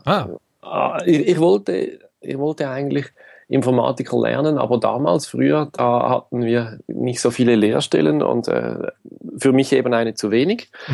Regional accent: Zurich, Switzerland; ich komme aus der Schweiz. Hier in der größeren Region Zürich bin ich zu Hause, bin jetzt 37, habe Familie

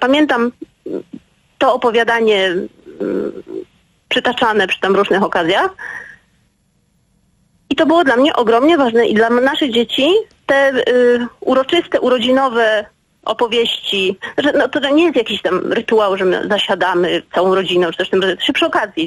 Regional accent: Silesian Voivodeship, Poland; Ja pochodzę z pogranicza Śląska Górnego i Cieszyńskiego.

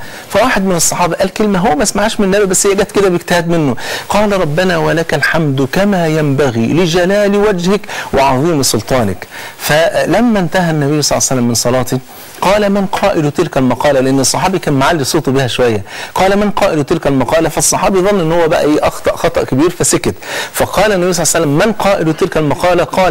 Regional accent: Egypt; وأحيانا بنحس ان احنا وصلنا اللي بيسموها كده بلغتنا كمصريين لحارة سد

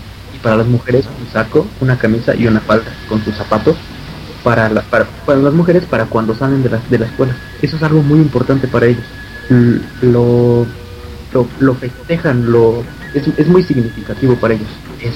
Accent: United States; saben que soy chicano, pues se ve mi bandera.

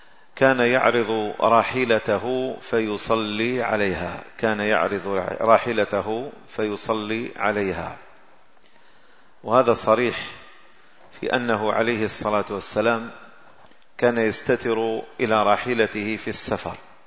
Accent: Algeria; هذا لا يوجد إلا عندنا في الجزائر

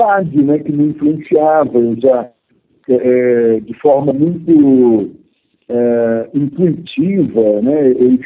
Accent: Minas Gerais, Brazil; also born or lived in Rio de Janeiro; morava em Varginha, sul de Minas Gerais, e fui fazer esse vestibular no Rio. Queria me mudar para o Rio de Janeiro. Eu sou mineiro, né?

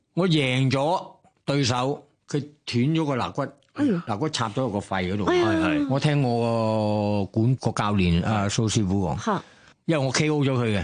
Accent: Thailand; 我系泰国人啊嘛。

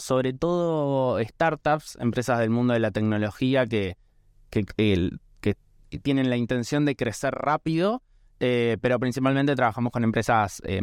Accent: Argentina; esta obligación moral también que creo que tenemos como argentinos de intentar descentralizar el país de la capital federal

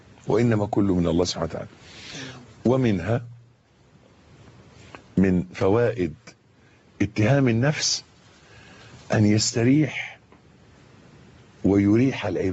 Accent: Egypt; يعني مش عايز بس أخوض في تفاصيل المولد اللي حاصل عندنا في مصر اليومين دول

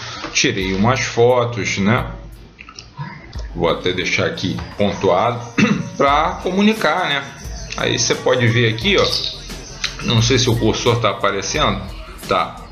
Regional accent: Niterói, Rio de Janeiro, Brazil; born there; now in São Gonçalo, Brazil; do município do qual eu nasci, que é Niterói, e do qual eu sou radicado e vivo, que é São Gonçalo.

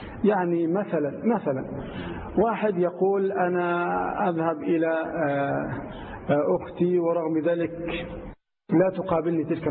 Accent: Egypt; الرجل لا سيما عندنا في مصر أو في كثير من دول الخليج وغيرها

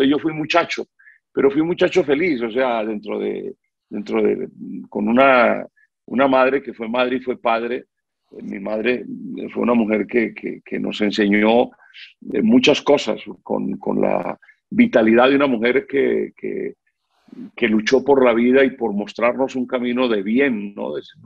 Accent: Buga, Valle del Cauca, Colombia; Yo en las vueltas a Colombia pasaban por Buga, mi tierra natal

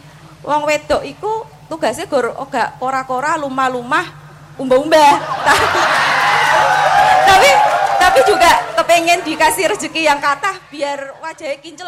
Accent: Demak, Central Java, Indonesia; also born or lived in Medan; Saya tuh dari Medan, tapi saya asli Demak.

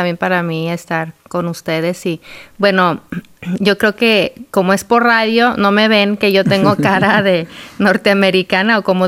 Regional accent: Durango, Mexico; yo nací, mi hermana y yo, mi hermana gemela y yo nacimos en Durango, México. Crecimos ahí, salí yo a estudiar la universidad, me caso con un hombre guapo, griego, americano, y me lo llevo a Durango otra vez.

